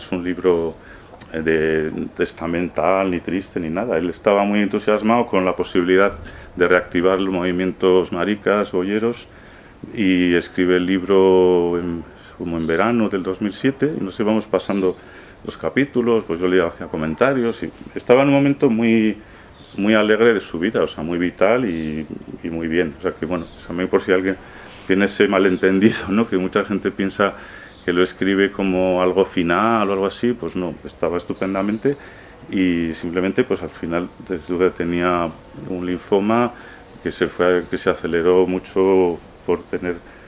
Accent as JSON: {"language": "Spanish", "town": "Burgos", "region": "Castile and León", "country": "Spain", "said": "porque no soy sevillano, yo soy de Burgos y me cuesta entender esas cosas."}